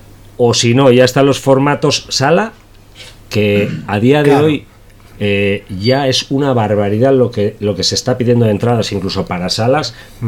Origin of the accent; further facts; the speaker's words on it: Basauri, Basque Country, Spain; O sea, nosotros somos de Basauri.